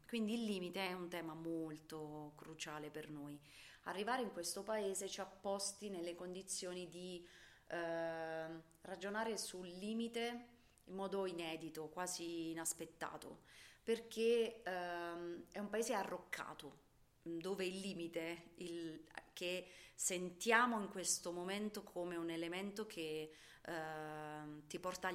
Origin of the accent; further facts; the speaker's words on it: Satriano di Lucania, Basilicata, Italy; Quando siamo tornati, lo abbiamo fatto, siamo tornati nel mio paese che ha 2.400 abitanti, Satriano di Lucania